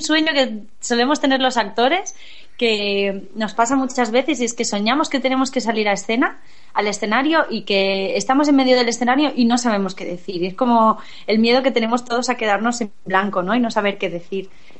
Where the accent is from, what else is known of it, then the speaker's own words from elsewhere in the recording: Catarroja, Valencian Community, Spain; Hice, cuando era muy pequeña, a lo mejor tenía 6 años, una función de teatro en mi pueblo, con el grupo de teatro del pueblo de Catarroja